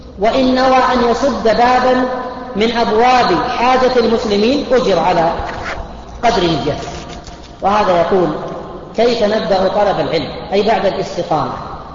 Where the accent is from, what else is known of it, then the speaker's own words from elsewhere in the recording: Buraydah, Al-Qassim, Saudi Arabia; عندنا في بريدة